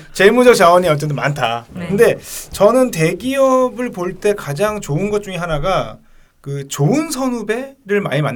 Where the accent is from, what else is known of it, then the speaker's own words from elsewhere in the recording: Seoul, South Korea; 제가 서울 사람이라고 싫어했던 분도 있었어요.